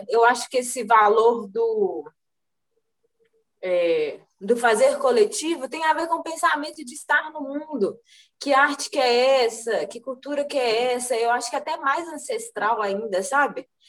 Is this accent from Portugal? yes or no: no; Contagem, Minas Gerais, Brazil; eu ser uma artista de Contagem, do bairro Nacional, e aí massa, todo lugar que eu vou, eu falo que eu vim do Nacional, que eu comecei a pintar aqui no, na minha infância, com uma mestra aqui do bairro